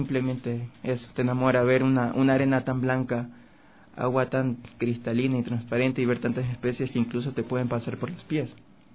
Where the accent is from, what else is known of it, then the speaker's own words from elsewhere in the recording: Esmeraldas, Ecuador; Claro, exactamente soy oriundo de Esmeraldas, de la provincia Verde.